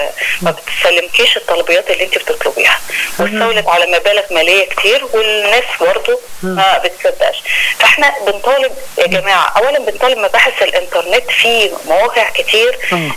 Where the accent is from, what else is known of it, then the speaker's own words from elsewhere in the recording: Alexandria, Alexandria Governorate, Egypt; وحاجات بتحصل بالفعل عندنا في اسكندرية، مش اسكندرية بس، أيضا المحافظات الأخرى